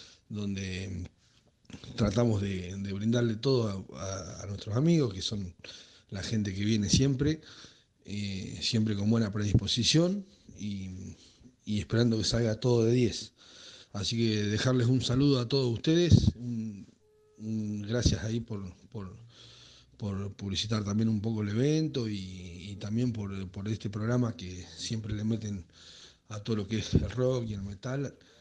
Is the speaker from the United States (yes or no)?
no; Benito Juárez, Buenos Aires Province, Argentina; de acá de Benito Juárez.